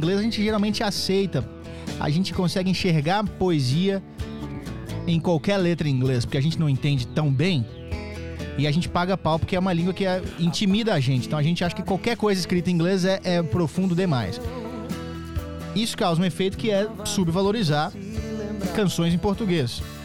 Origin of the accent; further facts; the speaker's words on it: Minas Gerais, Brazil; eu vim de Minas, eles são de lá, e lá é muito grande mesmo